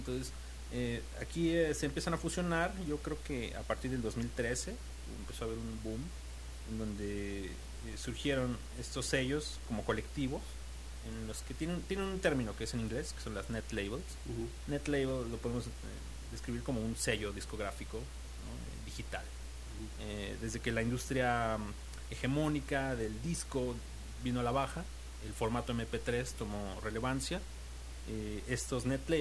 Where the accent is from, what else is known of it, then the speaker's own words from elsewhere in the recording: Mexico City, Mexico; born there; Yo nací en la Ciudad de México, pero mi familia es de Yucatán